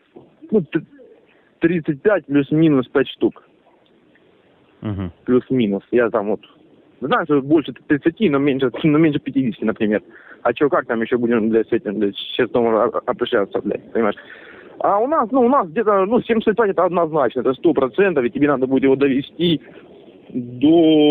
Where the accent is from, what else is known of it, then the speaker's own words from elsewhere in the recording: Horlivka, Donetsk Oblast, Ukraine; вот я вообще родом из Горловки, как бы, по сути-то. Я работал в милиции в Горловке, да?